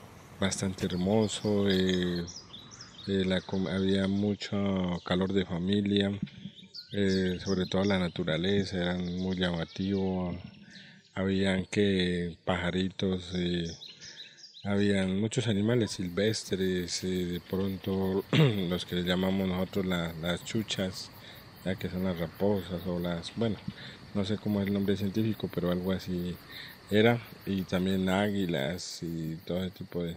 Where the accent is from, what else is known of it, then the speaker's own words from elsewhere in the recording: Timbío, Cauca, Colombia; Yo vengo de Camposano, Timbío.